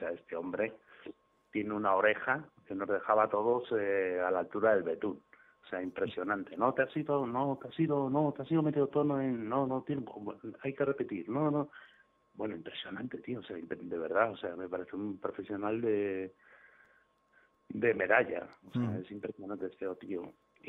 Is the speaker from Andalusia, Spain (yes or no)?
no; Region of Murcia, Spain; Yo sé que soy de Murcia, pero...